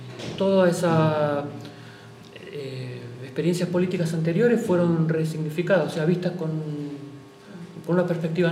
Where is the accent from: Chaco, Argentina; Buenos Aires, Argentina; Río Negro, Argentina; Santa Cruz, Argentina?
Buenos Aires, Argentina; yo soy de Buenos Aires, lo que pasa en la provincia, en la capital de Buenos Aires.